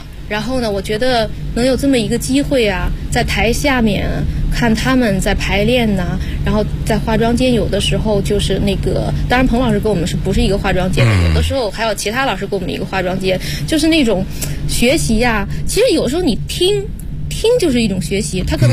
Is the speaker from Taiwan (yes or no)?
no; Henan, China; 我是河南人